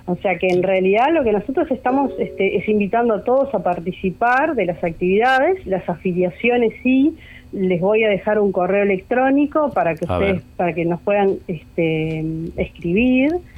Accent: Lascano, Rocha, Uruguay; yo si bien soy nacida en Rocha Ciudad, mi infancia, una parte importante la pasé en Lascano, mi familia es de Lascano

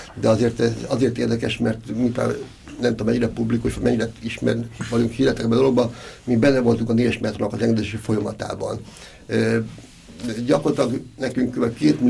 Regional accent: Budapest, Hungary; én Erzsébetvárosban, meg született Erzsébetváros vagyok, tehát azt merem mondani, hogy is ott laktam, ott születtem egész életemben

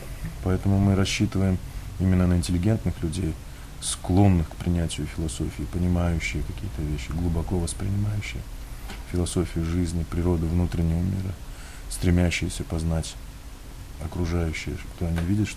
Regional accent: Buryatia, Russia; Я один в семье. Но так или иначе, я вырос в Бурятии, и Бурятия является центром буддизма в России.

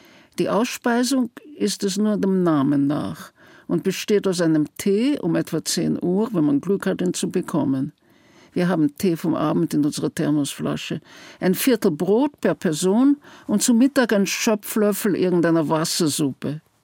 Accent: Vienna, Austria; born there; ich bin in Wien geboren

